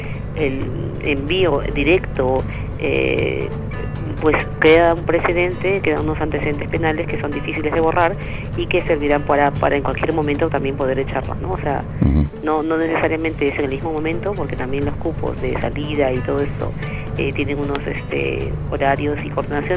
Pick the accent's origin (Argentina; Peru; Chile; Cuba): Peru; now in Spain; yo también como periodista peruana, pues es difícil y ejercer como periodista y extranjera en un país aquí